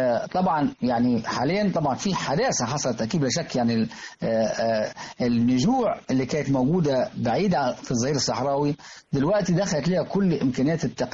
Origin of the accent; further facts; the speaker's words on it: Minya Governorate, Egypt; لازم كل بيت في البادية عندنا في المنيا بالتحديد تجهز الست البدوية أكلتها